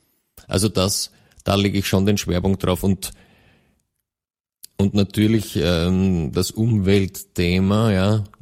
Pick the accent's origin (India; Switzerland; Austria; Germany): Austria; Vorarlberg; ich komme ja aus dem Westen, aber so viel ist auch im westlichsten Bundesland bekannt.